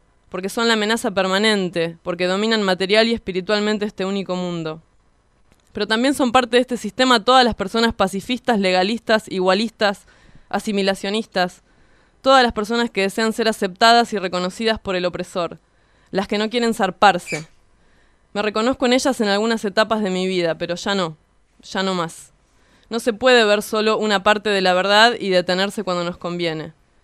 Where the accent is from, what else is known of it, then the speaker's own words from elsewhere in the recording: Hurlingham, Buenos Aires Province, Argentina; Estamos en Radionauta 106.3. … de Hurlingham.